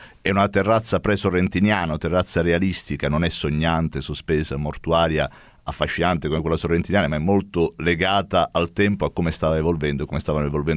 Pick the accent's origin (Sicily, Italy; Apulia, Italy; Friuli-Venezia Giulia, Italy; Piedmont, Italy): Apulia, Italy; Bari; Sono di Bari